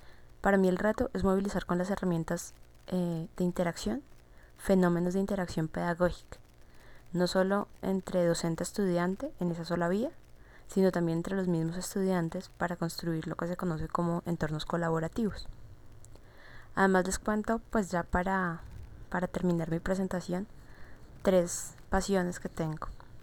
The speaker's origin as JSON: {"language": "Spanish", "region": "Bogotá", "country": "Colombia", "said": "soy de Bogotá, Colombia, y aquí vivo también muy a gusto."}